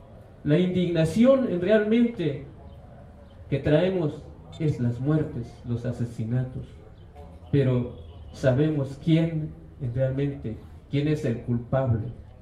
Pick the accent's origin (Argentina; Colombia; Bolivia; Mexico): Mexico; Chiapas; Yo vengo de la comunidad de Ejido Arroyo Granizo.